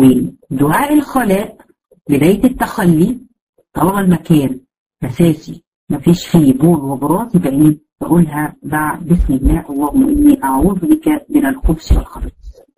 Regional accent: Egypt; احنا حتى عندنا في مصر بيعتقدوا الكلام ده

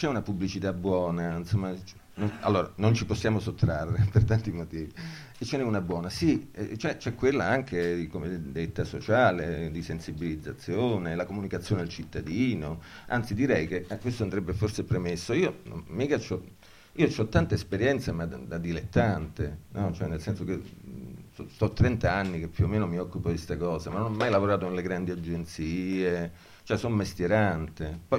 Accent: Cosenza, Calabria, Italy; Vabbè, ma io sono da Cosenza, quindi cioè, la moglie un poco mi sta civilizzando, ma insomma, ma io sono di Cosenza.

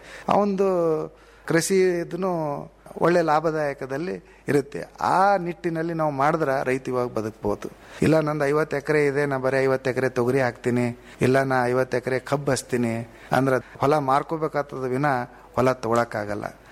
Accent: Bidar, Karnataka, India; ಈ ವರ್ಷ ನೋಡ್ರಿ, ಈಗ ನಮ್ಮ ಬೀದರ್ ಜಿಲ್ಲೆಯಲ

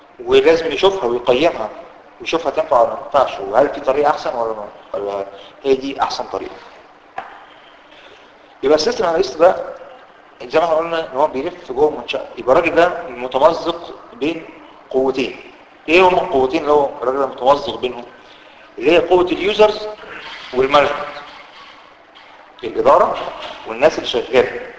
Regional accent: Egypt; هي ممكن هتلاقيها موجوده في الواقع العام عندنا في مصر، هتلاقيها موجوده كتير

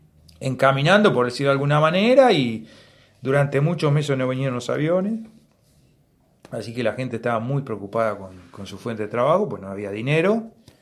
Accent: Patagonia, Argentina; Más de lo que somos como patagónicos, ¿no?

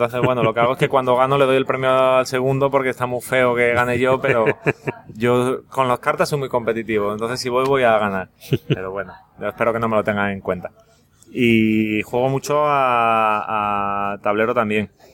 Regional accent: Oviedo, Asturias, Spain; now in Seville, Spain; Yo soy de Oviedo.

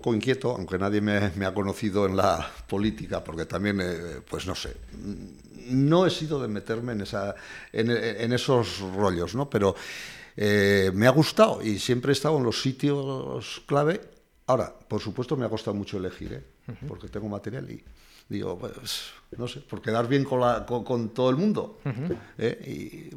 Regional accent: Peralta, Navarre, Spain; porque yo soy de Peralta, de un pueblo de la Ribera, y allí eso no existía.

